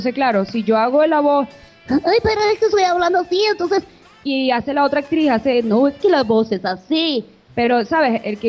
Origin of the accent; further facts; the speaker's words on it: Venezuela; nosotros como venezolanos aquí en los estudios de doblaje